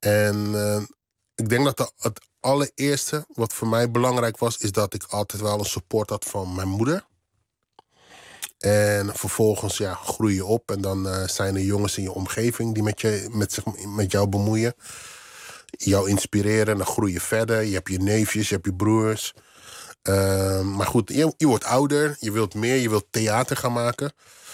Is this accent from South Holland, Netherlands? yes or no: yes; Rotterdam, South Holland, Netherlands; want ik kwam uit Rotterdam-West